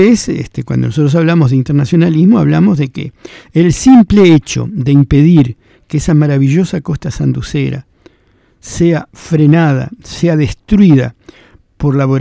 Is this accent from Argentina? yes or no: yes; Argentina; Si yo soy argentino y vivo en Argentina